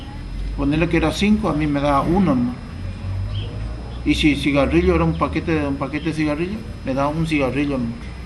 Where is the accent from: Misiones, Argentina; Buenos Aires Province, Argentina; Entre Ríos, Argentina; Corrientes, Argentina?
Corrientes, Argentina; San Miguel; De San Miguel también.